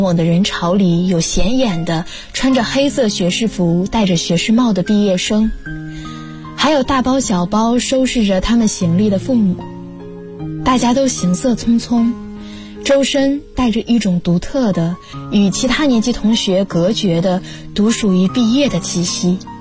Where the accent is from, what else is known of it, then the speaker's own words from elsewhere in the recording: Dazhou, Sichuan, China; now in Nanjing, China; 来自四川达州。我在南京大学，距离我的家乡1328公里。